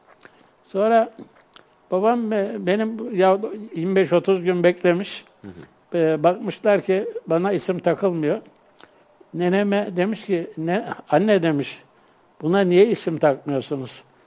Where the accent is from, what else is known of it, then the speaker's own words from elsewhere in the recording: Görele, Giresun, Turkey; born there; Ben 15.3.1936 yılında Görele'de, çarşıda, Görele'nin içinde doğmuşum, hı hı. Çarşı mahallesinde.